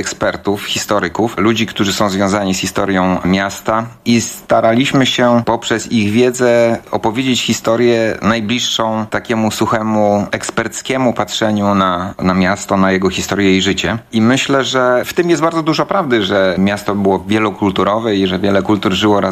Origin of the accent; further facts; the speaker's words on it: Gdańsk, Pomeranian Voivodeship, Poland; Ja akurat urodziłem się w Gdańsku 54 lata temu i tutaj przeżyłem swoje całe życie pracy.